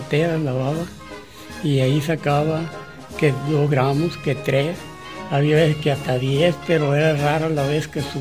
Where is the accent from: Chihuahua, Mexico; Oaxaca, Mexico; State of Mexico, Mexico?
Chihuahua, Mexico; Lluvia de Oro; born there; Yo nací en Lluvia de Oro, Chihuahua.